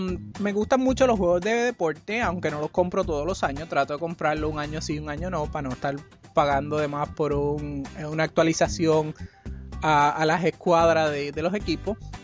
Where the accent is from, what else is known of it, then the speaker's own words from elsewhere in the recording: Puerto Rico; now in Minnesota, United States; yo soy de Atillo, Puerto Rico, pero vivo desde hace como 8 años en el estado de Minnesota.